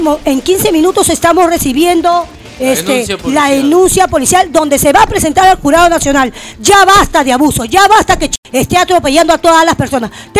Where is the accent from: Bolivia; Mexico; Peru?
Peru; Callao; aquí se corre el pellejo, mi pellejo, yo soy bien chalaca